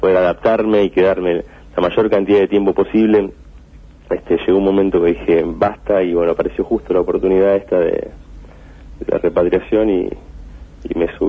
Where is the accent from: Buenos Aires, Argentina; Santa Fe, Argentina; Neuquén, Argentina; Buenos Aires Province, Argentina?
Santa Fe, Argentina; Rosario; Yo nací en Rosario, uh-huh. Viví toda mi vida en Rosario y tenía muchos deseos de regresar.